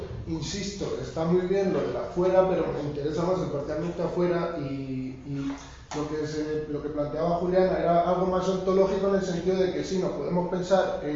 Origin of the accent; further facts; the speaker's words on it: Castilla-La Mancha, Spain; en mi tierra, en La Mancha, tú vas andando por el campo